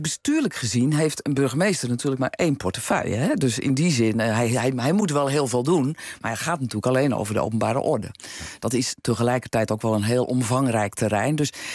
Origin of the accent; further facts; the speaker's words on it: Sint Pancras, North Holland, Netherlands; ik kom ook uit een klein dorp. Hè. Ik vind het wel heel grappig. Ik kom uit Sint Pancras, dat ligt vlakbij Alkmaar.